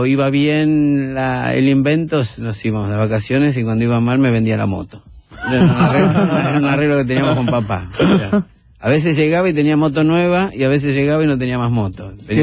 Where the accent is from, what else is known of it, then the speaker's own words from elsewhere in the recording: Villa Ballester, Buenos Aires Province, Argentina; Así que soy porteño, medularmente. Crecí en Villa Ballester hasta los 20, los 18. Hasta que me fui a la Colima.